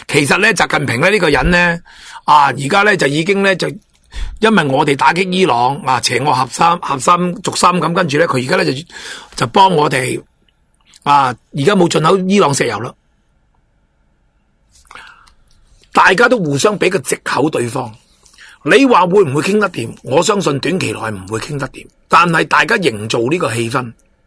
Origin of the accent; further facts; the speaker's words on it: Hong Kong; 咁我哋香港人最叻㗎啦，买两边。